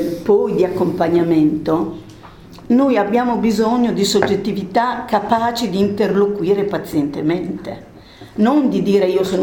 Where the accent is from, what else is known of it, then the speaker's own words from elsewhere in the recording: Emilia-Romagna, Italy; accent: Romagnol; Io sono romagnola, quindi scusate l'accento diverso.